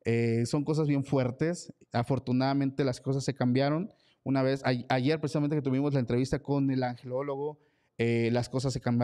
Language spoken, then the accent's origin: Spanish; Mexico; como buen mexicano, estábamos editando el capítulo del lunes